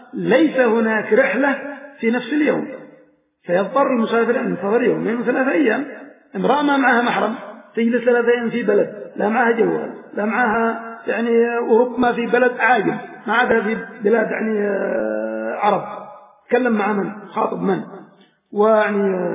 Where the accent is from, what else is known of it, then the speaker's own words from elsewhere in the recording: Aden, Yemen; نساءكم عندنا في عدن مكنوا ليأخذهم من عدن